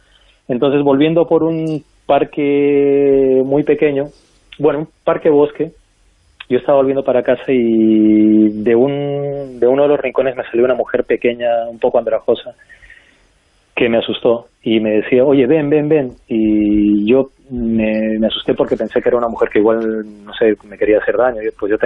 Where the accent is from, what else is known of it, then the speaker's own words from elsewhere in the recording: Arequipa, Peru; now in Madrid, Spain; cuando yo decidí que me venía para Madrid por varios motivos mágicos, estábamos en Lima, y aunque yo soy de Arequipa, pero tuvimos que ir a Lima para coger el vuelo internacional